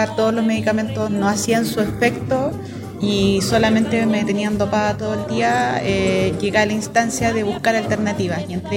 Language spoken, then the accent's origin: Spanish; Villa Alemana, Valparaíso, Chile; pertenezco a la ciudad de Villa Alemana